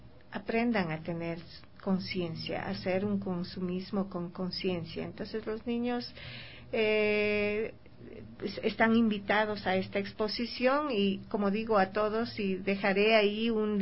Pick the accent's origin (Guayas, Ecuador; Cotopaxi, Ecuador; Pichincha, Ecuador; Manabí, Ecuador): Pichincha, Ecuador; La Merced; Aquí en la calle, aquí en Ecuador, al menos en La Merced, donde yo vivo ahora, y de donde vengo, yo salgo todas las mañanas a recoger